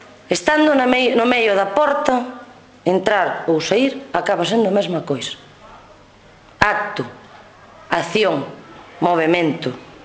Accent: Andrade, Galicia, Spain; son de Andrade, son de fora, son do Ribeiro.

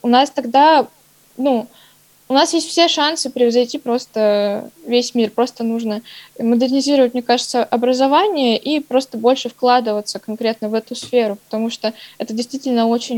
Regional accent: Novosibirsk, Novosibirsk Oblast, Russia; своей родины, что я коренной житель Новосибирска.

